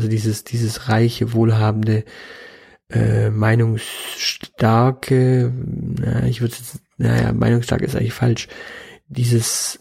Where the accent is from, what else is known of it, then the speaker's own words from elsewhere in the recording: Baden-Württemberg, Germany; war ich jetzt dann in Prenzlauer Berg als Schwabe